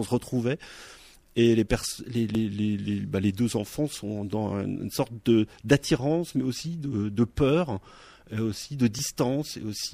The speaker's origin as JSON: {"language": "French", "town": "Lanester", "region": "Brittany", "country": "France", "tie": "born or raised there", "also_born_or_lived": "Quimper", "said": "si je suis né à Quimper, je me suis arrêté sur la route petit à Lanester"}